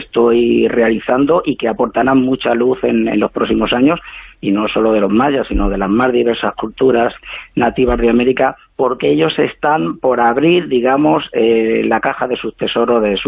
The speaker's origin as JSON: {"language": "Spanish", "country": "Spain", "said": "Sí, yo soy blanquito, español, europeo como todos vosotros"}